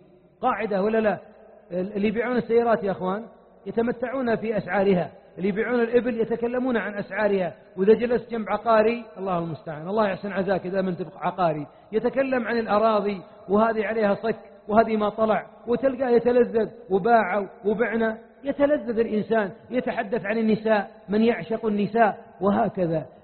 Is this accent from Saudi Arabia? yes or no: yes; Najd, Saudi Arabia; أنا ما أتيتكم من نجد